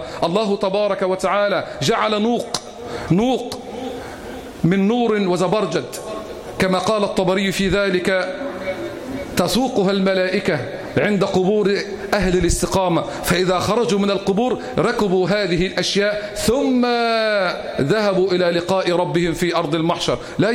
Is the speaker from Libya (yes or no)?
no; Egypt; اللهم احفظ بلدنا مصر